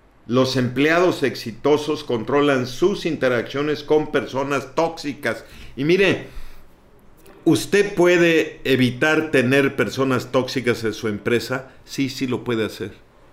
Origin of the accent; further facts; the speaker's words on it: Mexico; Nosotros somos los mexicanos a veces muy sensibles en ese sentido.